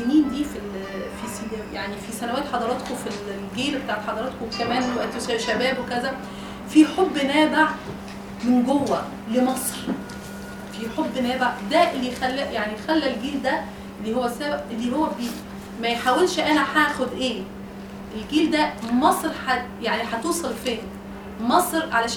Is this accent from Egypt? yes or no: no; Tunisia; انا تونسيه ومتجوزه مصري وعندي جنسيه مصريه كمان